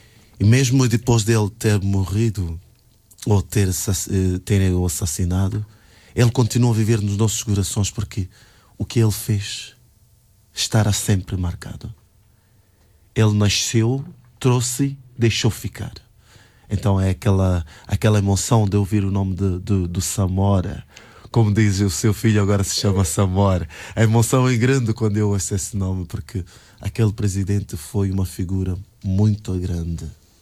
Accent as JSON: {"language": "Portuguese", "country": "Mozambique", "lives_now": "Hamburg, Germany", "said": "Eu nasci em Moçambique, sou moçambicano, orgulho-me de ser moçambicano, negro de raiz."}